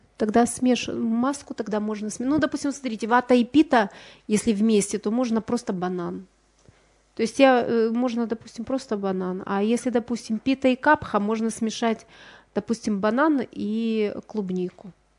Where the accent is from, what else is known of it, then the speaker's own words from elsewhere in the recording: Ukraine; Но вот на Украине, допустим, я родом с Украины